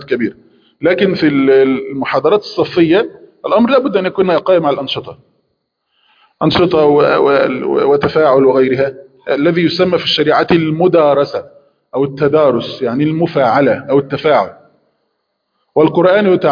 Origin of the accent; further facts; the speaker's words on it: Egypt; صندوق نسميه عندنا في مصر دولاب